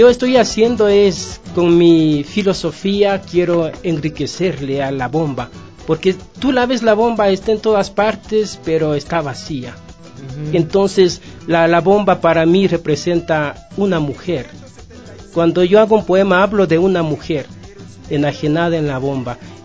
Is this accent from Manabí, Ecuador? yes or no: no; Carpuela, Imbabura, Ecuador; yo soy de Imbabura, Valle del Chota, Carpuela. Ese es mi pueblo.